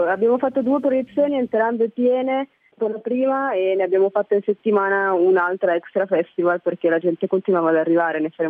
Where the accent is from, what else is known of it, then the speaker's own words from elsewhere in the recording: Milan, Lombardy, Italy; Io sono cresciuta a Milano, in Italia